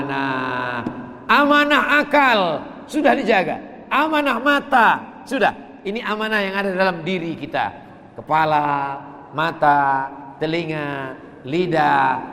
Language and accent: Indonesian; Sumatra, Indonesia; Dan saya walaupun datang dari Sumatera, maka insya Allah dimasukkan dalam kloter Halmahera Utara.